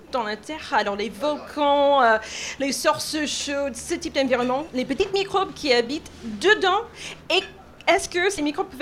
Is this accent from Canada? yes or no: yes; Canada; accent: Canadian; now in France; je suis canadienne, alors c'est pour ça que j'ai un petit accent.